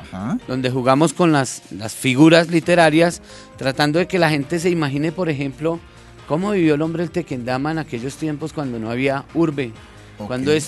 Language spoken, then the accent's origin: Spanish; Soacha, Cundinamarca, Colombia; sus costumbres, su vida, desde la parte antigua hasta la parte del presente, pero sobre todo aborda lugares que en nuestra memoria, en la memoria de los soachunos, aún ya desaparecieron